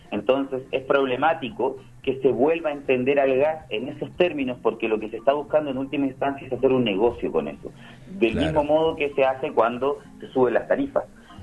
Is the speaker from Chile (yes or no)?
yes; Chile; De hecho, yo soy chileno, por ejemplo, ¿no?